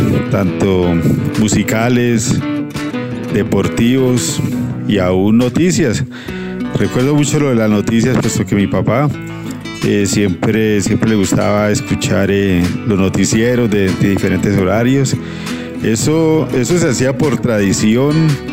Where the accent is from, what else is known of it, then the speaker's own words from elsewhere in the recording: Popayán, Cauca, Colombia; Pues soy payanés y crecí en Popayán y tengo grabado eso en mi mente.